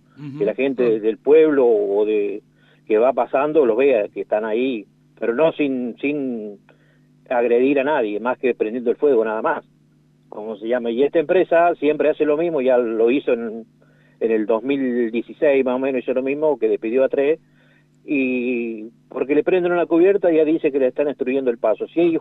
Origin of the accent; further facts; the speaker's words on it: San Luis, Argentina; yo soy de San Luis, y conozco gente, familiares míos